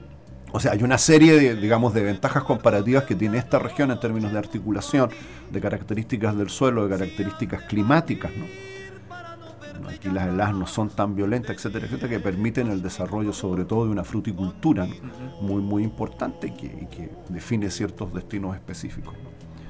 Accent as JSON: {"language": "Spanish", "region": "Buenos Aires", "country": "Argentina", "said": "yo creo que esos son los temas sobre los cuales nosotros podríamos, como porteños, interpelar"}